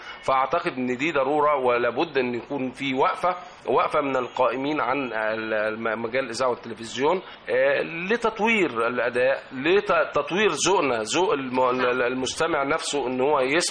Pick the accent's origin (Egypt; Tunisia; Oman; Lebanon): Egypt; ودايما مصدر البهجة والسعادة بالنسبة لنا كمصريين وكمستمعين.